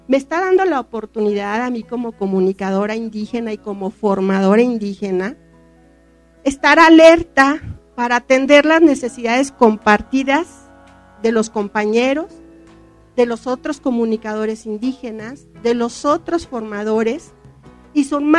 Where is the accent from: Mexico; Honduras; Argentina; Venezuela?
Mexico; Michoacán; lo que estaba haciendo yo en mi tierra, en la región purépecha.